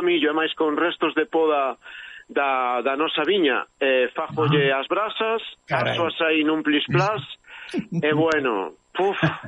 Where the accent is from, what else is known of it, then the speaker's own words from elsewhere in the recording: Galicia, Spain; Seguimos sendo todos galegos e irmáns.